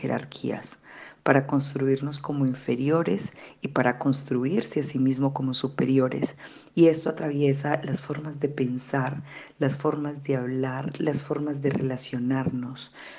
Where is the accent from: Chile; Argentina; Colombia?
Colombia; born there; nací en Colombia, en lo que hoy es Colombia.